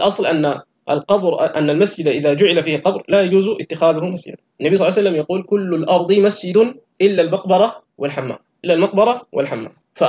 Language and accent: Arabic; Sudan; عندنا في السودان وفي مصر